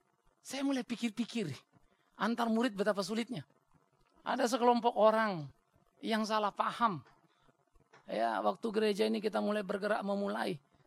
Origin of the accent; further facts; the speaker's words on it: North Sumatra, Indonesia; Apalagi saya orang Batak.